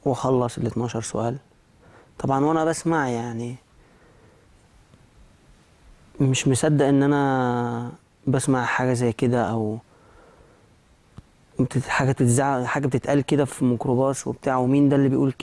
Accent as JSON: {"language": "Arabic", "town": "Alexandria", "region": "Alexandria Governorate", "country": "Egypt", "said": "أنا مصري من اسكندرية, بس الفترة اللي أنا أسلمت فيها كنت في القاهرة."}